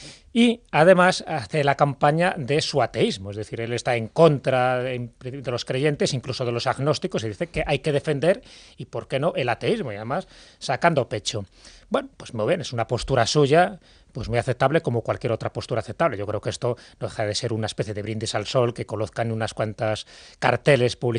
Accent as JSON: {"language": "Spanish", "town": "León", "region": "Castile and León", "country": "Spain", "said": "Digo, no, porque yo soy de León y la verdad que a mí este clima no se puede decir que sea frío"}